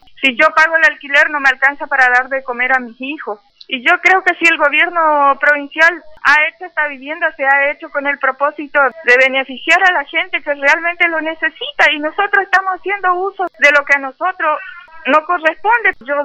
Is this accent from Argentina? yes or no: yes; Argentina; Somos ciudadanos argentinos que reclamamos nuestros derechos.